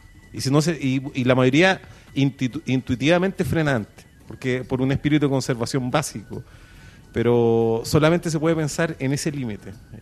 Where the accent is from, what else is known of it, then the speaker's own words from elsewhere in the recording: Valparaíso, Chile; vengo de Valparaíso, ahí está la fábrica